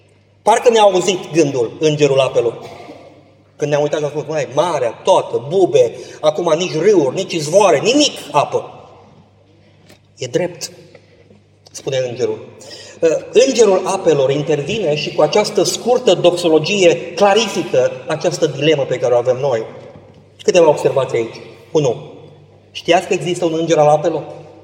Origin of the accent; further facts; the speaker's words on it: Constanța, Constanța County, Romania; Eu am locuit la mare. M-am născut în Constanța și am locuit.